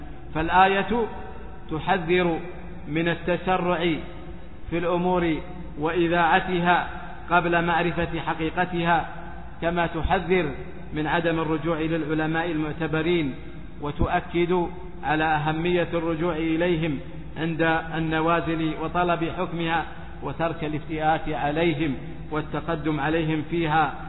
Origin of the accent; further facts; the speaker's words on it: Saudi Arabia; ثم قامت فخرجت في بلادنا السعودية وغيرها